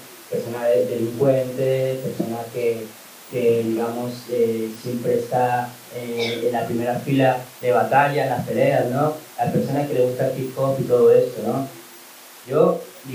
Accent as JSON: {"language": "Spanish", "country": "Colombia", "tie": "born there", "said": "Yo nací en Colombia y tengo muchos hermanos"}